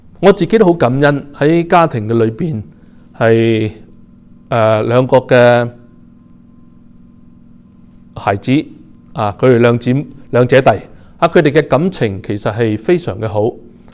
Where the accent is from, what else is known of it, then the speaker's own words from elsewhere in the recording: China; 我们中国人呢其实都是比较是含蓄的一个的民族